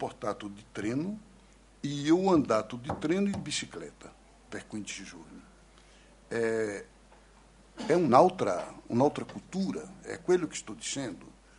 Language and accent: Italian; Recife, Pernambuco, Brazil; Italian is a second language; almeno io non sono di São Paulo, sono di Recife